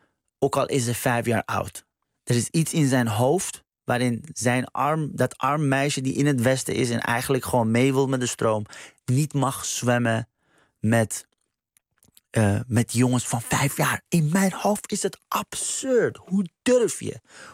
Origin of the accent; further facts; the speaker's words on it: Iran; Ik ben zelf Iraniër.